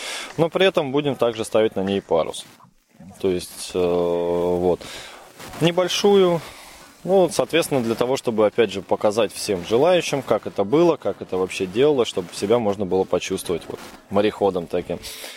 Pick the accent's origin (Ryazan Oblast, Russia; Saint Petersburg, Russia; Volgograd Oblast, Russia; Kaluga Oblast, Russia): Kaluga Oblast, Russia; Kaluga; Мы приехали на этот фестиваль из Калуги.